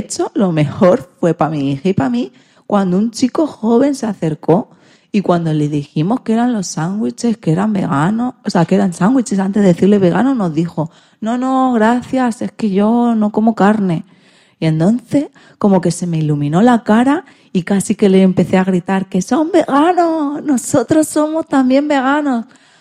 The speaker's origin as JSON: {"language": "Spanish", "country": "Puerto Rico", "said": "o al menos en mi país, Puerto Rico."}